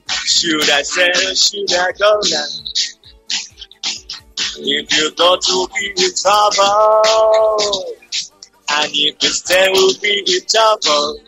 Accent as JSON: {"language": "Spanish", "region": "Buenos Aires Province", "country": "Argentina", "tie": "born or raised there", "lives_now": "Castelar, Argentina", "said": "les agradezco por la invitación, está buenísimo. Yo soy de Zona Sur, viví toda mi vida ahí y ahora me mudé a Castelar hace más de 20 años."}